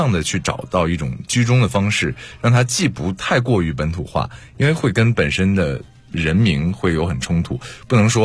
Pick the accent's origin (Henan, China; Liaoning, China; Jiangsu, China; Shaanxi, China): Liaoning, China; Dalian; 我是大连人。